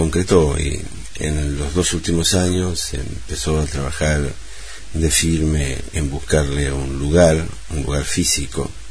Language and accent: Spanish; Chivilcoy, Buenos Aires Province, Argentina; born there; Nací en Chivilcoy, en la provincia de Buenos Aires, Argentina.